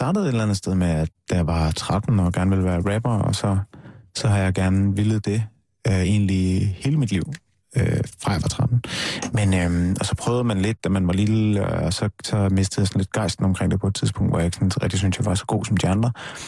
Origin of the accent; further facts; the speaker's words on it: North Denmark Region, Denmark; Jeg er fra Nordjylland, lidt nord for Aalborg.